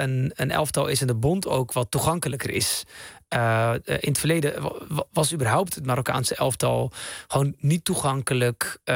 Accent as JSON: {"language": "Dutch", "country": "Netherlands", "tie": "born there", "said": "ik ben bijvoorbeeld geboren in Nederland. Maar ik heb wel heel lang een worsteling gehad met mijn identiteit."}